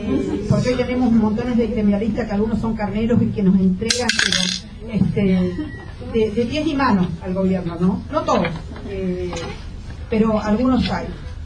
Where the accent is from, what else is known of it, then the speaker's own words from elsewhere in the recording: Costa Rica; now in Argentina; Yo cuando me vine acá muy jovencita a esta zona, yo soy de Costa Rica